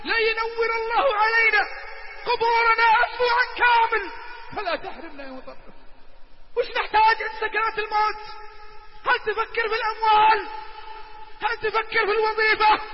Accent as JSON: {"language": "Arabic", "town": "Riyadh", "region": "Riyadh Province", "country": "Saudi Arabia", "said": "الدائري عندنا بالرياض"}